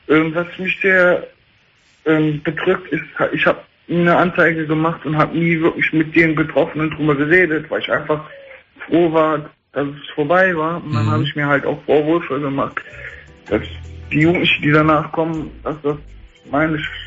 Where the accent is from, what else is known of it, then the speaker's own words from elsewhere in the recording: Bonn, North Rhine-Westphalia, Germany; Ich komme aus Bonn